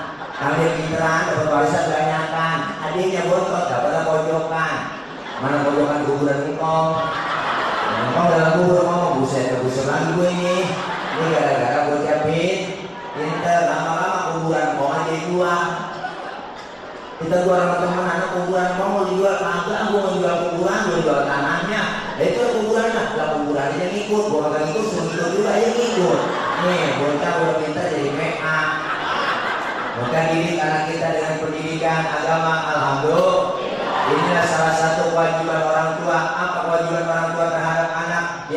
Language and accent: Indonesian; Kemayoran, Jakarta, Indonesia; Kalau biasanya kita orang Betawi kemayoran namanya dapet-dapet, ada ciri-ciri nama orang Betawi.